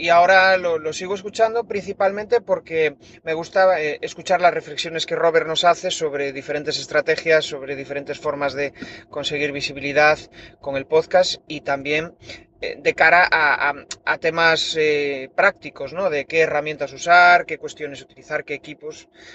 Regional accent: Spain; soy de España

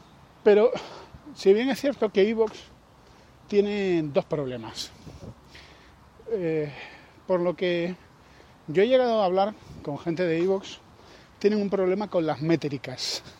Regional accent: Spain; Somos conspiracionistas. Y somos españoles.

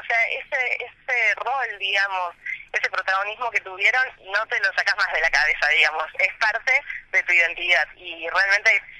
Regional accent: Córdoba, Argentina; accent: cordobesa; no sé si se me nota la tonada cordobesa, también de llevarla a otros puntos de Córdoba

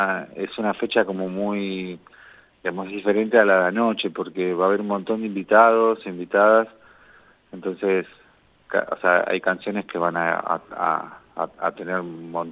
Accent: General Pico, La Pampa, Argentina; estamos acá en la provincia, anoche tocamos en Pico, uh-huh. Acá en mi ciudad natal

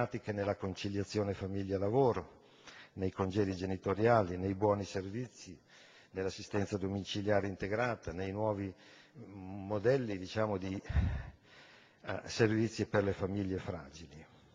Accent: Bologna, Emilia-Romagna, Italy; io vengo dalla città di Bologna

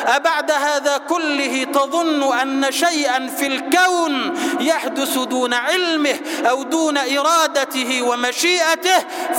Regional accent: Egypt; اللهم اجعل بلدنا مصر سلما سلاما، أمنا أمانا، سخاء رخاء

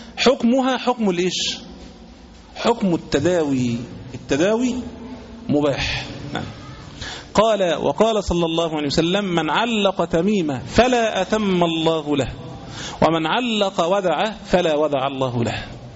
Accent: Egypt; زي مثلا عندنا في مصر كانوا عاملين التميمة حورس

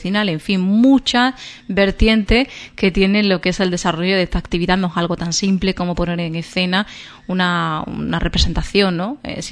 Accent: Ubrique, Andalusia, Spain; lo pasa que yo soy de Ubrique y sé lo que es el Belén viviente

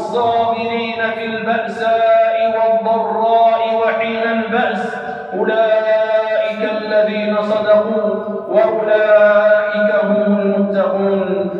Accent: Algeria; لأجل أن تكون كلمة الله هي العليا في بلادنا الجزائر

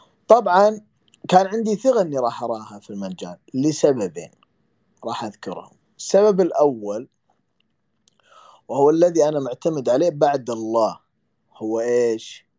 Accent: Kuwait; عندنا في الكويت بالحضري بالبدوي، جميع اللهجات انشرح

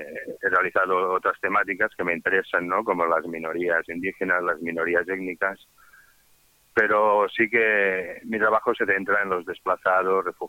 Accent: Vic, Catalonia, Spain; yo empecé con un trabajo en mi pueblo, en Vic

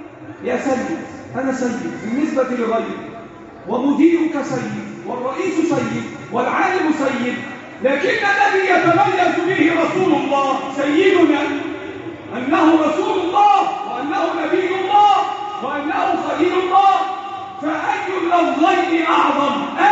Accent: Egypt; اللهم احفظ بلدنا مصر

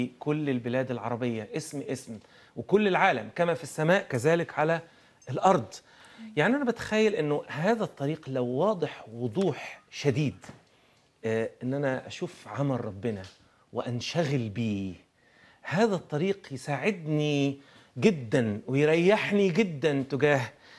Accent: Egypt; مش ما اقصدش بس بلدي مصر

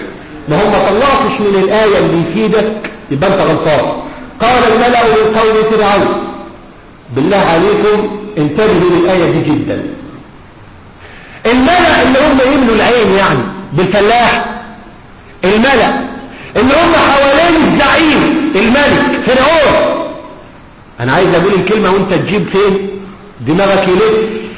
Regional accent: Egypt; مش بقول كده عشان أنا مصري.

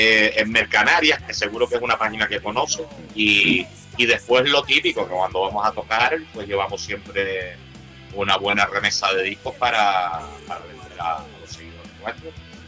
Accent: Peñabaja, Spain; una parte que me afecta a mí, que es en mi pueblo, en Peñabaja

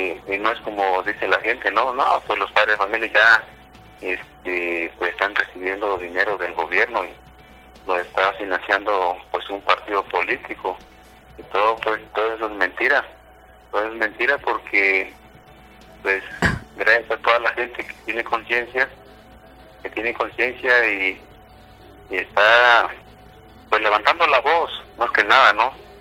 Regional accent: Guerrero, Mexico; soy originario de Tizca de Guerrero.

